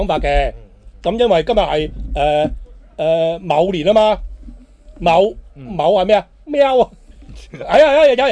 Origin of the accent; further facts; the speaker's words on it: Hong Kong; 我哋香港人唔系约定俗成讲农历年，因为我哋都过十二生肖，天干地支，我哋一样系过中秋过重阳。